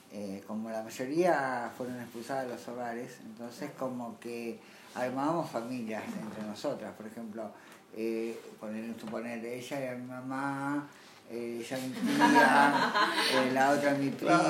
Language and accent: Spanish; Tigre, Buenos Aires Province, Argentina; born there; Bueno, nací en Tigre, bueno, hacemos como una mini historia